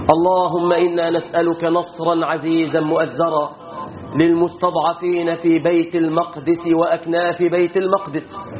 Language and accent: Arabic; Egypt; واحفظ بلادنا مصر من كل فتنة وسوء وكرب وهم يا رب العالمين